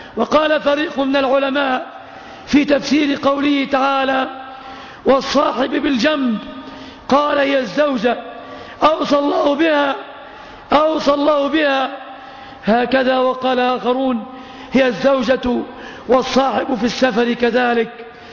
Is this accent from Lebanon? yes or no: no; Egypt; اللهم يا ربنا احفظ بلادنا مصر وبلاد